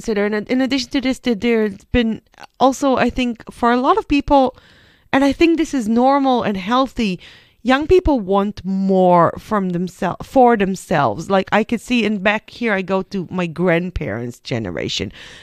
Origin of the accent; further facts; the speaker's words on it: Israel; English is a second language; I grew up in Israel, but we're of about the same generation.